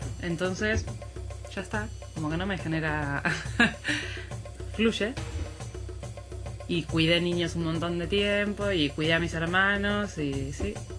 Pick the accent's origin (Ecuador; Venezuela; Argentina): Argentina; como yo soy argentina y él es de acá y vivía acá, el tema de definir dónde íbamos a vivir, nosotros estábamos siempre como un poco yendo y viniendo de Argentina, Bilbao, Buenos Aires